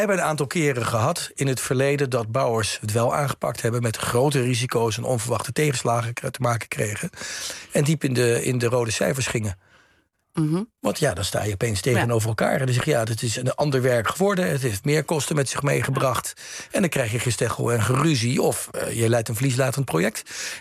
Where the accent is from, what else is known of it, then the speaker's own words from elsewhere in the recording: Rotterdam, South Holland, Netherlands; Ik kom uit Rotterdam.